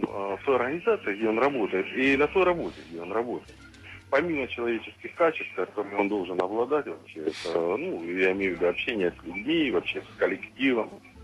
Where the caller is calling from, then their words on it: Taganrog, Rostov Oblast, Russia; Я из Таганрога звоню.